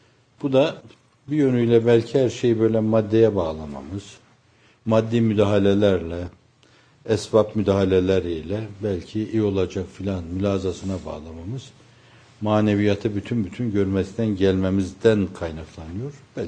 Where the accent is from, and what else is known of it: Erzurum, Turkey; born or raised there